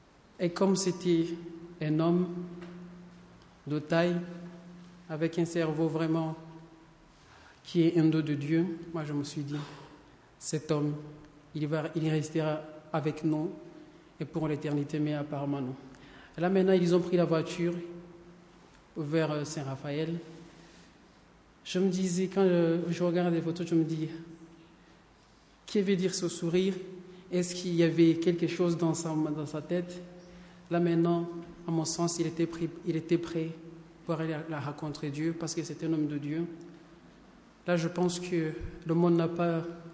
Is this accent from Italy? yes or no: no; Rwanda; Moi, je viens du Rwanda